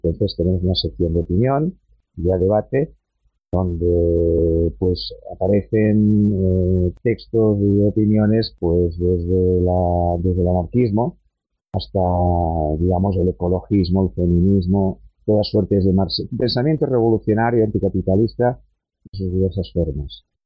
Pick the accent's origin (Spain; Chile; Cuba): Spain; Barcelona, Catalonia; yo soy de Barcelona